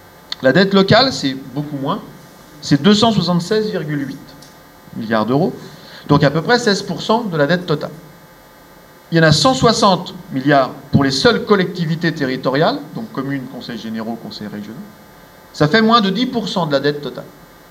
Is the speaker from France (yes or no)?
yes; Orléans, Centre-Val de Loire, France; J'ai pris le cas du Loiret parce que moi je viens d'Orléans.